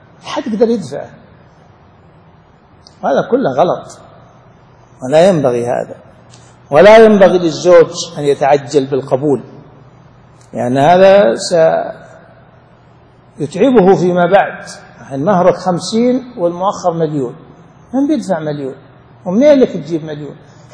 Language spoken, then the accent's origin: Arabic; Saudi Arabia; طبعا عندنا في السعودية مثل عن غيرنا